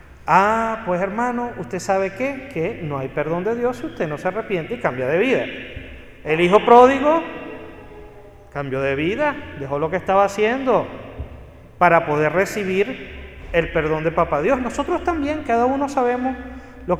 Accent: Venezuela; así dicen allá en Venezuela de donde yo vengo

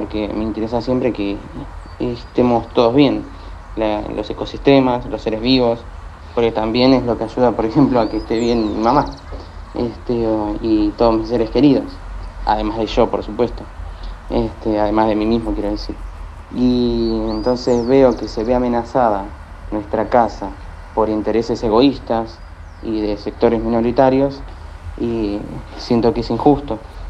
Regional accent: Avellaneda, Buenos Aires Province, Argentina; born there; nací en Avellaneda

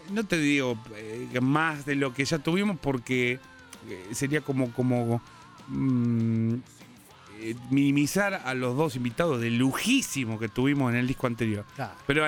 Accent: Argentina; a pesar que ellos son alemanes y nosotros somos argentinos.

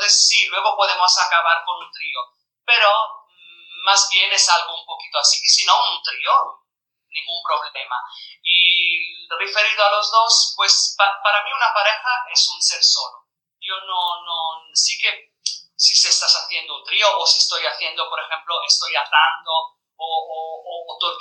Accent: Italy; Spanish is a second language; A ver, yo soy italiana.

